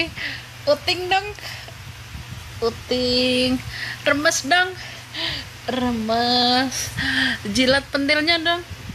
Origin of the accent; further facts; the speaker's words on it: Java, Indonesia; Aku asli orang Jawa.